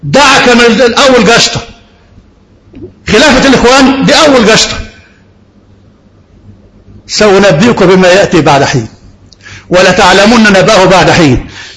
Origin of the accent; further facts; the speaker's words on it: Egypt; ده محافظة واحدة عندنا في مصر